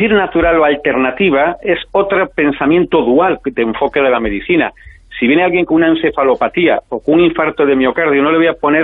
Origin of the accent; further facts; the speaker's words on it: Galicia, Spain; sabes que como gallegos tenemos retranca